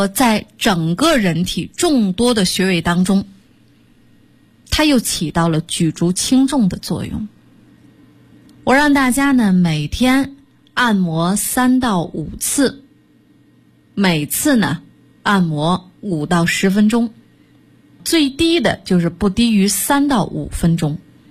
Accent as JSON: {"language": "Chinese", "country": "China", "said": "就像我们中国人拿这个筷子，大家吃饭都拿这筷子，是不是？"}